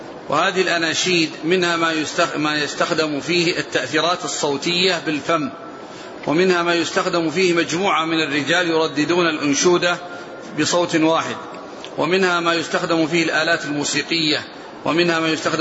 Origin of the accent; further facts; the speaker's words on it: Libya; أنا من ليبيا، وقد حدد الناس يوم الأربعاء أو الخميس للخروج للمظاهرات في الشوارع